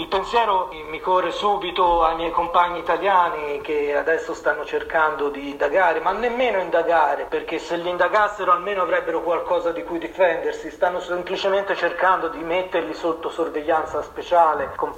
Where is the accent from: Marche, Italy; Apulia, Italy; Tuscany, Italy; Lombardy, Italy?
Tuscany, Italy; Florence; ho 32 anni, vengo da Firenze.